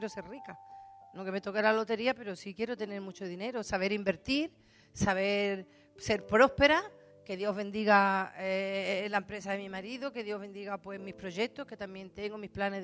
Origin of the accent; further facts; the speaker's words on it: Spain; y nosotros como españoles y como hermanos